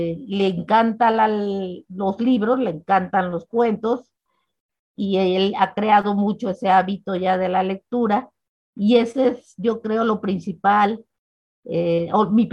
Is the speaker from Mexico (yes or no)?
yes; Oaxaca, Mexico; Yo soy de Oaxaca y vivo en Oaxaca desde hace ya muchos años y estoy muy feliz de estar en esta ciudad que me parece maravillosa.